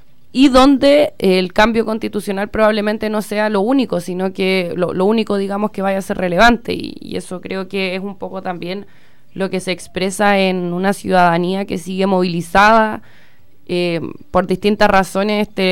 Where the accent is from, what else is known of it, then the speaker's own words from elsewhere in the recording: Chile; digo, como chilenos, como chilenas, que es necesario ir empujando